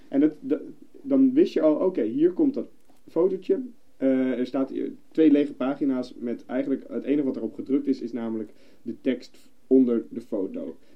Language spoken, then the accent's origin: Dutch; Houten, Utrecht, Netherlands; born there; In Houten.